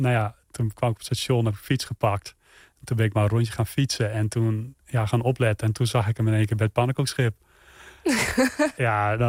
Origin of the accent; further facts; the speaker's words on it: Friesland, Netherlands; Ja, ik ben in Friesland geboren en opgegroeid.